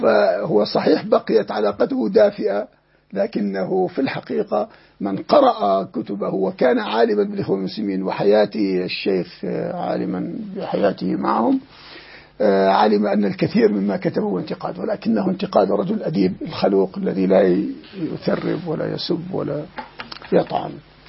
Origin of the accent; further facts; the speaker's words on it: Jordan; عندنا في الأردن وفي غيرها